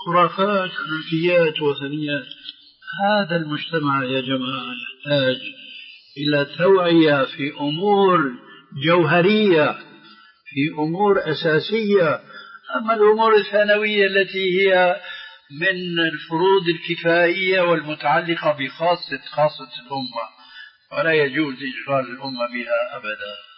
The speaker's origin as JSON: {"language": "Arabic", "country": "Syria"}